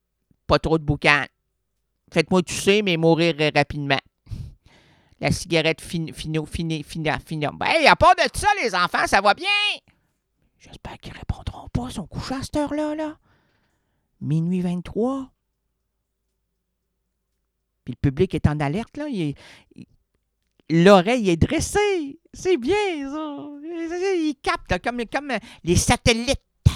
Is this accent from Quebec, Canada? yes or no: yes; Quebec, Canada; parce que moi, j'ai un clavier francophone. Je suis québécois.